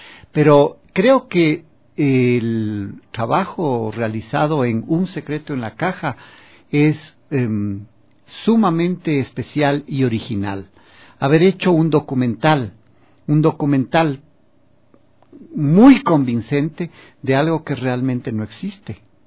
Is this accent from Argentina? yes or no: no; Ecuador; ¿Quiénes somos como ecuatorianos, como país, como valores, como historia?